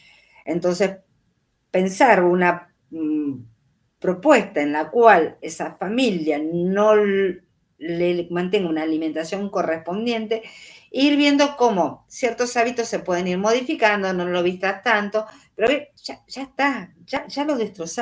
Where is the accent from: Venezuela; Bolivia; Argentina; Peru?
Argentina; Córdoba; yo me crié en un pueblo en Córdoba con 1.200 metros en la casa de mi abuelo.